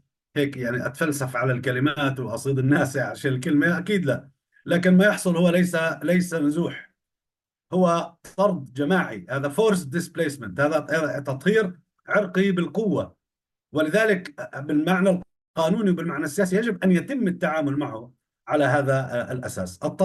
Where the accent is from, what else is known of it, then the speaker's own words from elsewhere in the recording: Palestine; بحكم إنه هناك درجة كبيرة من التداخل بيننا كفلسطينيين وبين بنية الاستعمار والاستيطان